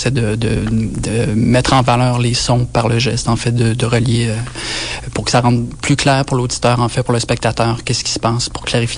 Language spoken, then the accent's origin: French; Quebec, Canada; Moi, je viens de la Côte-Nord. Il n'y avait pas beaucoup d'exemples d'artistes sonores autour de moi quand j'étais jeune, dans les années 80, sur la Côte-Nord.